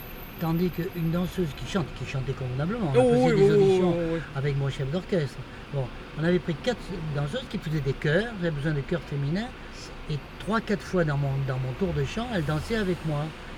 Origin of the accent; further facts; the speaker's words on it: Bordeaux, Nouvelle-Aquitaine, France; moved away as an adult; Je suis né à Bordeaux, j'ai vécu les 21 premières années de ma vie à Bordeaux.